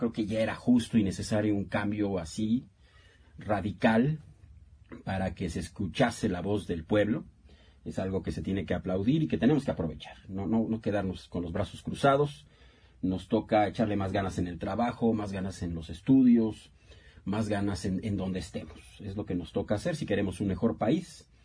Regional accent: Mexico; yo creo que es lo mejor que como mexicanos podemos hacer en este momento

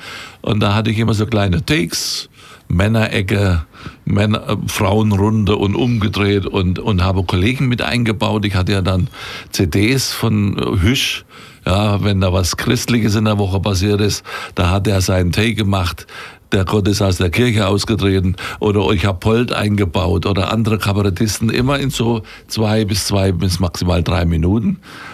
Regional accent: Thuringia, Germany; accent: Franconian; dass das fränkisches Gebiet ist und deswegen mein Dialekt so ist und dass diese Südthüringer Enklave da ist, so dieser Zipfel da.

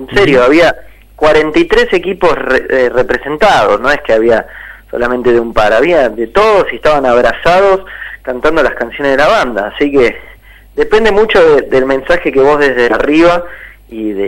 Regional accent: Buenos Aires, Argentina; De Villaluro.

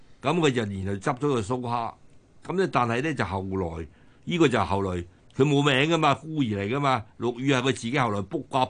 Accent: China; 我成日喺度拗頭就話依、這個我哋中國人嘅茶性啊

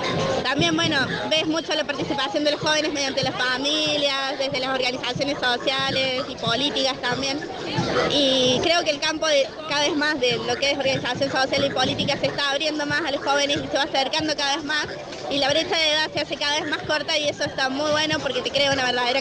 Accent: Jesús María, Córdoba, Argentina; Nosotros somos de Jesús María, del interior.

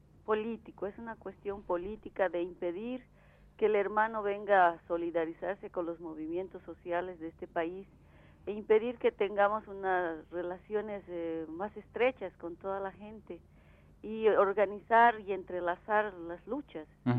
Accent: Bolivia; Además, sobre él cae la responsabilidad de octubre y de otras movilizaciones que actualmente se dan en mi país.

